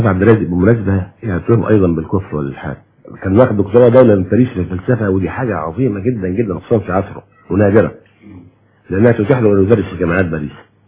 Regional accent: Egypt; واحنا يا مصريين كل المصريين محبين جدا لاهل البيت

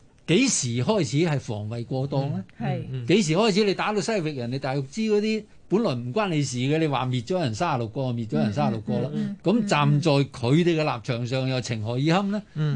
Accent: China; 我哋作為中國人，作為中華民族，講歷史

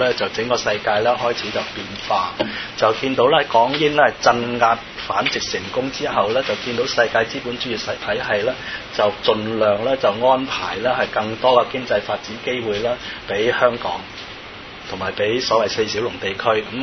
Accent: Macau; 係我哋澳門人咧就喺60年代咧

